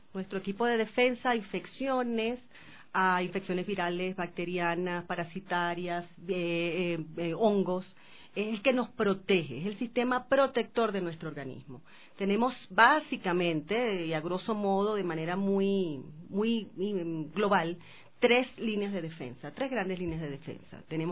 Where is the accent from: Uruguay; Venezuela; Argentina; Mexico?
Venezuela; now in Quito, Ecuador; soy eres venezolana.